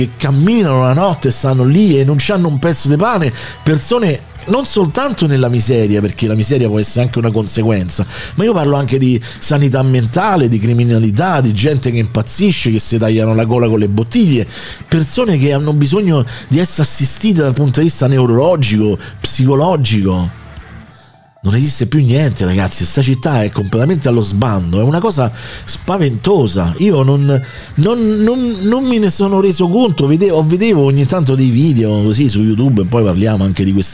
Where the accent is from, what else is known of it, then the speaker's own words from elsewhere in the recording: Rome, Lazio, Italy; Lo posso dire, da romano, da amante di sta città, a me sta cosa fa schifo.